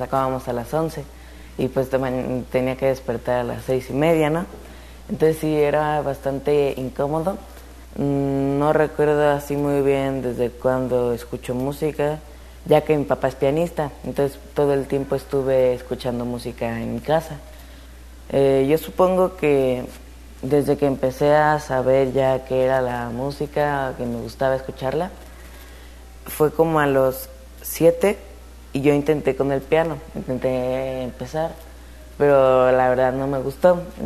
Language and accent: Spanish; Zacatecas, Mexico; Tengo 13 años, soy de aquí, de Zacatecas, y yo toco el piano.